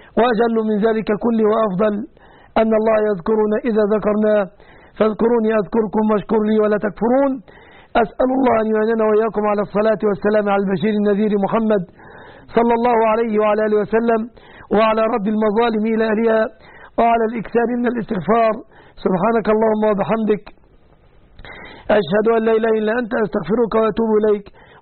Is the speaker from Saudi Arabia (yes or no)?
no; Egypt; وأسأل الله أن يحفظ بلادنا مصر آمنة مطمئنة